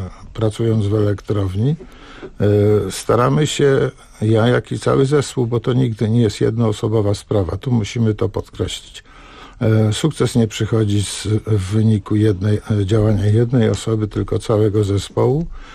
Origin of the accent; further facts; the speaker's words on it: Pionki, Masovian Voivodeship, Poland; Przez wiele lat byłem dyrektorem Domu Kultury w Pionkach właśnie, gdzie mieszkam, skąd pochodzę i gdzie jestem również radnym